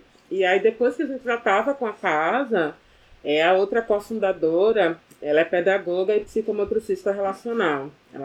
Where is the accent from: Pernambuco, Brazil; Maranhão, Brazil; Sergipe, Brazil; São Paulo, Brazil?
Pernambuco, Brazil; Olinda; now in Recife, Brazil; eu sou originalmente de Olinda, mas aí durante a graduação aqui na UFPE, como eu chegava em casa muito tarde, meia-noite, 1h da manhã, no final das contas era mais interessante vir morar aqui